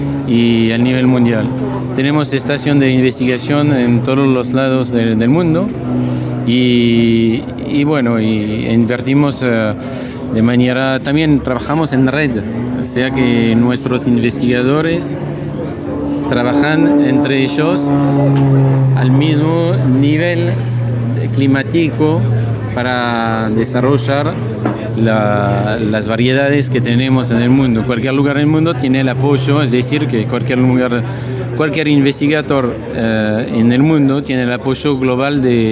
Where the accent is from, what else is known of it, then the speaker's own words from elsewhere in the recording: central France, France; now in Argentina; Soy francés y vivo acá.